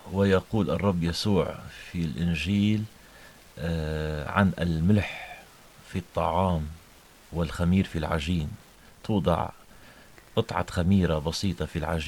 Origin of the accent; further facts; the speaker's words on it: Latakia, Latakia Governorate, Syria; سيدتي المحترمة، أنا ابن اللاذقية.